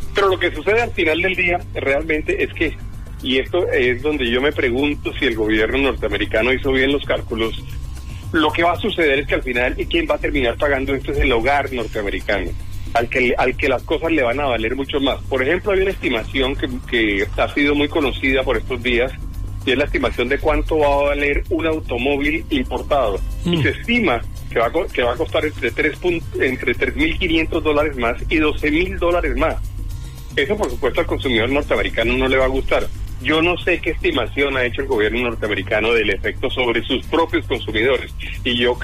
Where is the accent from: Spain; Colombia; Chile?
Colombia; ¿Y cómo vamos nosotros como colombianos a ser capaces de seguir vendiendo nuestros productos?